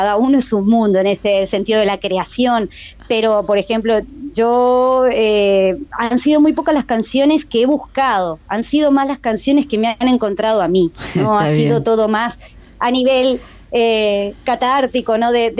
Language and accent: Spanish; Montevideo, Uruguay; soy de Montevideo. Yo nací en Montevideo y viví toda mi vida en Montevideo. Fui, sí, cambiando un poquito de barrio de repente al principio con mi familia. Estuve la mayoría de los años, viví en Buceo y después la última parte de mi vida, no, perdón, la primera en Cordón